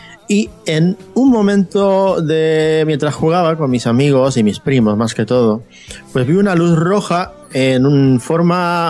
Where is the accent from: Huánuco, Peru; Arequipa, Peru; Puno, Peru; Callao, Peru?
Arequipa, Peru; now in Madrid, Spain; yo soy de Arequipa, del sur del Perú, y bueno, llevo aquí en Madrid aproximadamente un poco más de 13 años.